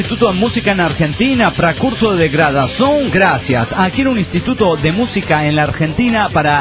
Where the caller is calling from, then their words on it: Trujillo, La Libertad, Peru; de Trujillo, Perú.